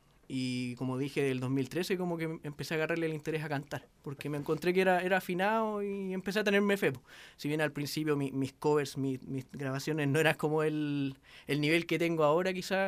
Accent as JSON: {"language": "Spanish", "town": "La Florida", "region": "Santiago Metropolitan", "country": "Chile", "said": "soy de la Florida, por si algo importa."}